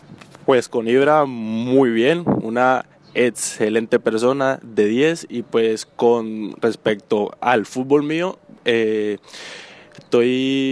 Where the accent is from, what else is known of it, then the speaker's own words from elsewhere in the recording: Colombia; also born or lived in Mexico; now in Spain; tengo 19 años, soy naturalmente de Colombia, vine hace 7 meses desde México